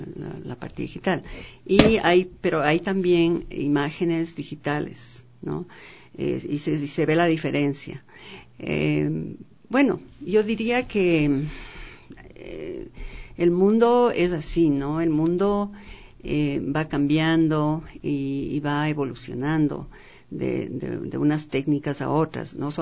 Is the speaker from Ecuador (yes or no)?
yes; Sangolquí, Pichincha, Ecuador; Yo nací en Sangolquí, mi madre era sangolquileña, y entonces yo tengo mucho amor a Sangolquí todavía, aunque yo no he vivido ahí desde los 9 años.